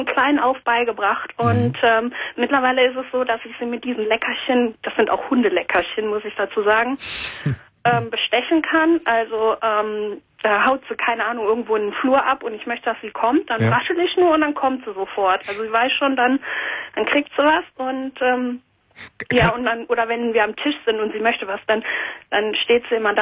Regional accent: Canada; now in Germany; Also ich bin auch Kanadierin und ich habe meine Katze immer von Deutschland nach Kanada geflogen.

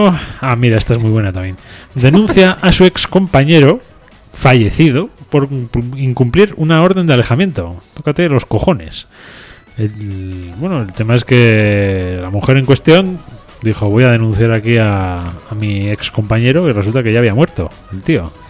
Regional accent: Spain; Yo soy español.

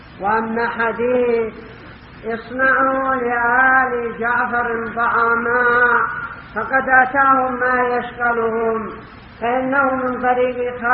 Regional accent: Yemen; ربما يشترون من الضيف عندنا في اليمن يكلفهم قدر مليون

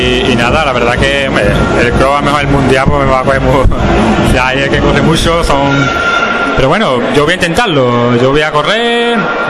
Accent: Rota, Andalusia, Spain; Ya te digo, soy de Rota

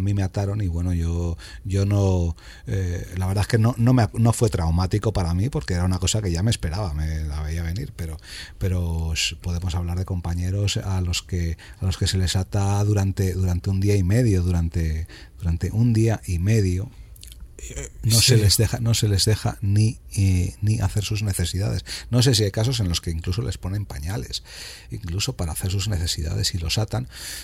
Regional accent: Spain; also born or lived in London; Hay cosas que no entiendo ya de mi país y luego soy más español que el jamón de pata negra en otras muchas cosas

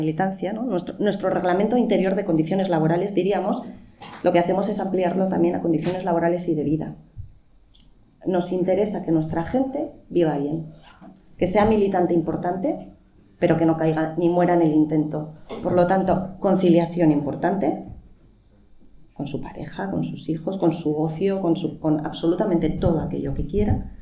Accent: Bilbao, Basque Country, Spain; la organización de los terceros encuentros ecosocialistas en mi país, en Bilbao.

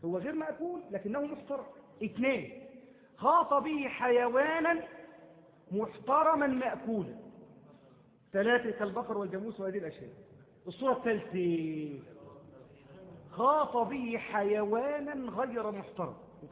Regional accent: Egypt; عندما يدخل عندنا في مصر

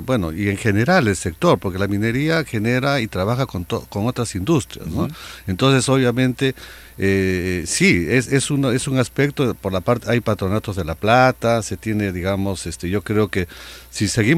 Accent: Peru; como peruanos y que sabemos que vamos a permanecer acá

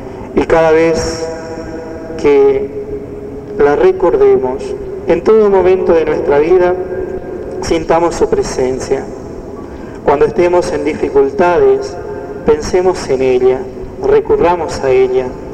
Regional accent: Formosa, Argentina; ¿Cuántas necesidades como formoseños, como argentinos, seguimos teniendo en el día de hoy?

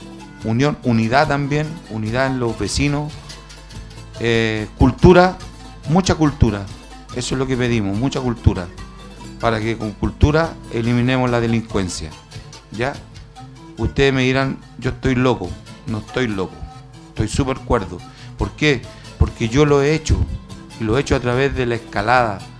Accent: Chile; Tenemos que hacer cosas que nos llenan de orgullo como chilenos

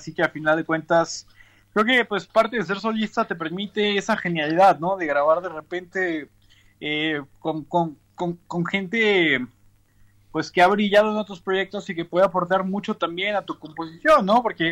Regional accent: Mexico City, Mexico; Pues soy de la Ciudad de México

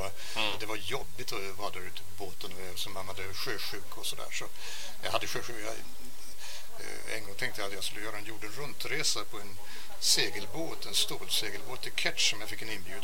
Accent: Finland; jag är ju också finlandssvensk.

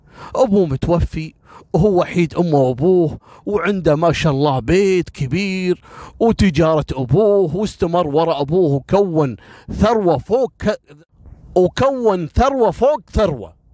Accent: Kuwait; الحين احنا عندنا في الكويت

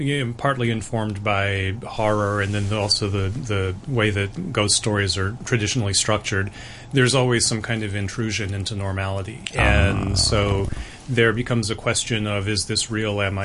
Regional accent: American South, United States; But I grew up with that. I mean, I'm from the American South, and you know, I grew up hearing stories from my family and from people there, and you know, it's a very ghost intensive part of the world.

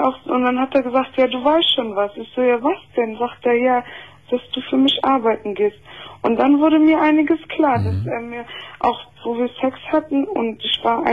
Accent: Brazil; Ja, und bin auch Brasilianerin

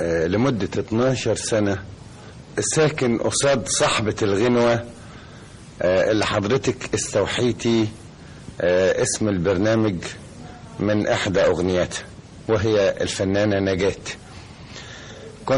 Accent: Upper Egypt, Egypt; وانا صعيدي خالص

